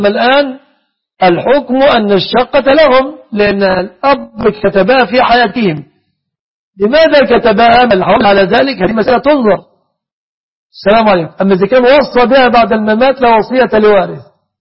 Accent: Egypt

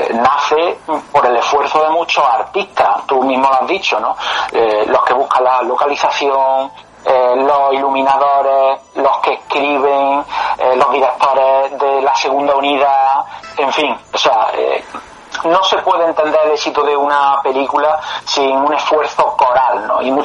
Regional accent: Córdoba, Andalusia, Spain; Yo soy de Córdoba.

